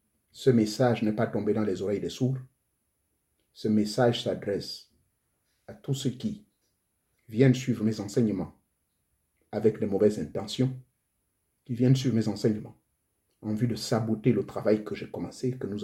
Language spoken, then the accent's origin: French; Gabon; chez moi au Gabon